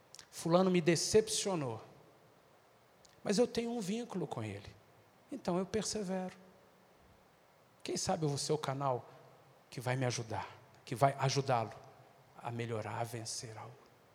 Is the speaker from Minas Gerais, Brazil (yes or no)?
yes; Minas Gerais, Brazil; Se eu fosse baiano, seria mais fácil. Mas eu sou mineiro. Mineiro é muito desconfiado.